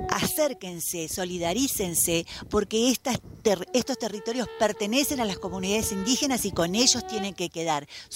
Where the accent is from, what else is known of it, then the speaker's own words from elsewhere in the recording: Las Grutas, Río Negro, Argentina; vengo desde Las Grutas